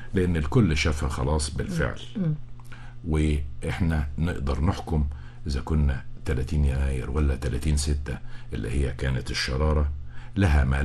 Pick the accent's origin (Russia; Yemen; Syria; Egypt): Egypt; على صدورنا جميعا كمصريين،